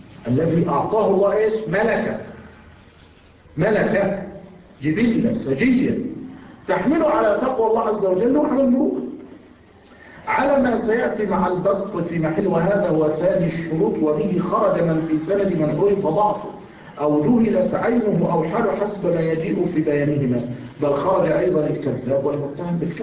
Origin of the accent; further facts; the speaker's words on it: Egypt; الحمد لله نحن عندنا في مصر ما يكشف رأسه بس فقط